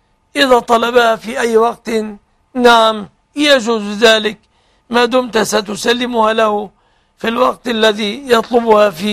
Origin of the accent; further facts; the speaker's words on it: Egypt; بلادنا مصر